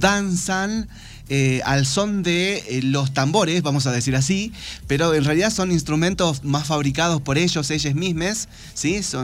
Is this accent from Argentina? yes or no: yes; Tartagal, Salta, Argentina; born there; en las comunidades que circundan la ciudad donde yo nací, en Tartagal.